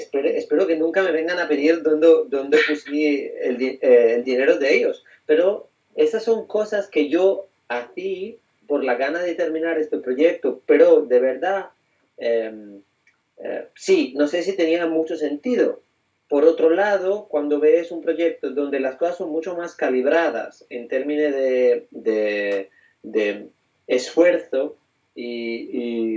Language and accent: Spanish; Italy; Spanish is a second language; yo que vengo de un contexto muy diferente, soy italiano